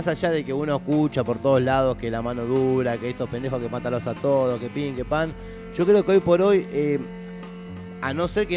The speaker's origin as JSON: {"language": "Spanish", "country": "Argentina", "said": "todos esa etapa la tenemos superada como argentinos"}